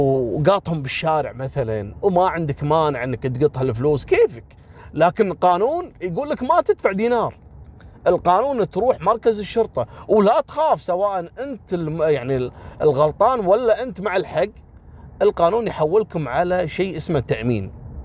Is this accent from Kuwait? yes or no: yes; Kuwait; احنا كويتيين قليل في شارع الصحافه